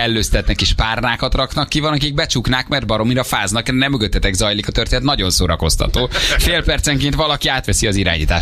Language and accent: Hungarian; Hungary; now in Germany; amikor megmondtuk, hogy magyarok vagyunk